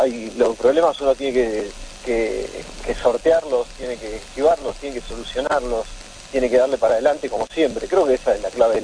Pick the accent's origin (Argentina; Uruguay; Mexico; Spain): Argentina; Lomas de Zamora, Buenos Aires Province; Loma de Zamora, Loma de Zamora, zona sur, ahí estaba escuchando.